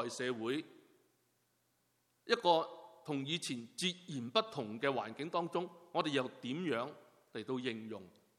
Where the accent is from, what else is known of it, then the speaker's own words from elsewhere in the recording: China; 一讲钱呢，我们中国人呢特别醒神。